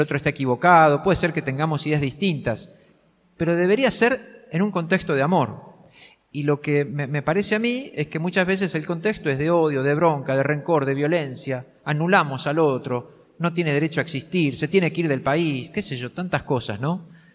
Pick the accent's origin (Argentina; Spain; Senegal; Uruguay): Argentina; en este tiempo que nos toca vivir como argentinos